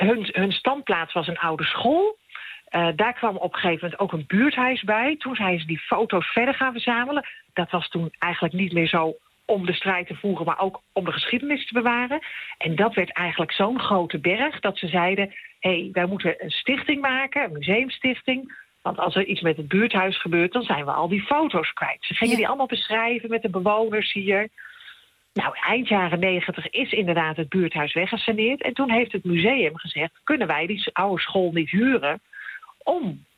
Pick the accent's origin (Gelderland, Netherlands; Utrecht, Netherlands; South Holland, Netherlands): Utrecht, Netherlands; Nee, ik kom wel uit Utrecht